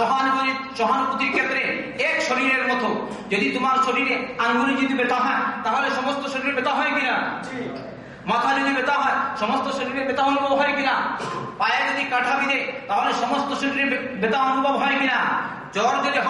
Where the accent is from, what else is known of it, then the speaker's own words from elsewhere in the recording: Bangladesh; আমি বললাম আমি কলকাতা না, আমি হচ্ছি বাংলাদেশি, আর এ হচ্ছে কলকাতা।